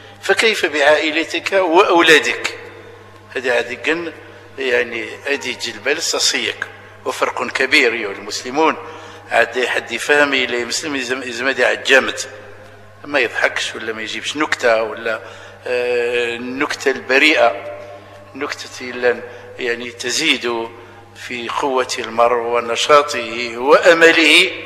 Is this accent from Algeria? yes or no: yes; Algeria; اللي شالي معروفين عندنا في الجزائر